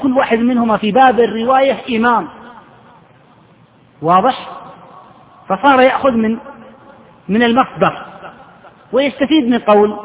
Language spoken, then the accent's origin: Arabic; Saudi Arabia; العقوبة عندنا في السعودية 6 أشهر سجن وفصل من العمل.